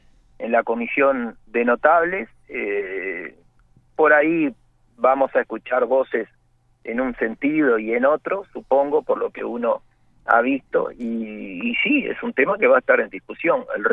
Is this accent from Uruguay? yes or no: yes; Uruguay; somos todos los uruguayos a través de nuestros aportes